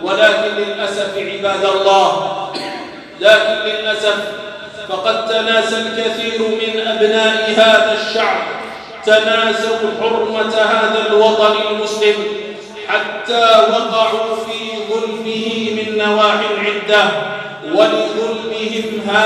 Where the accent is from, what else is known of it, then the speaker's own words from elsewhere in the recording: Algeria; بلادنا الجزائر ولله الحمد بلادٌ إسلاميةٌ عربية